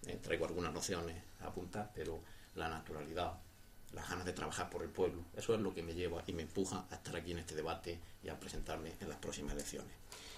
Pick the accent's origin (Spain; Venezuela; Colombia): Spain; Jódar, Andalusia; soy vecino de Jodar, vivo en Jodar, anduriense me considero